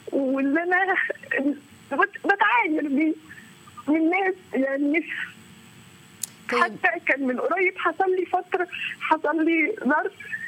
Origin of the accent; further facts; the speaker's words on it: Tanta, Gharbia, Egypt; أنا بحب حضرتك جدا والله، أنا حتى من طنطا بقى